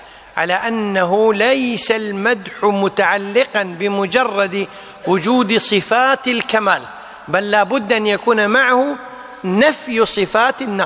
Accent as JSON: {"language": "Arabic", "country": "Kuwait", "said": "العامة عندنا بالكويت يقولون الطيور طارت برزاقها"}